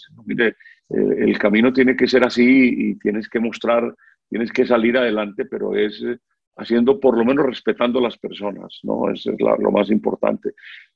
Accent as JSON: {"language": "Spanish", "town": "Buga", "region": "Valle del Cauca", "country": "Colombia", "tie": "born or raised there", "said": "Yo en las vueltas a Colombia pasaban por Buga, mi tierra natal"}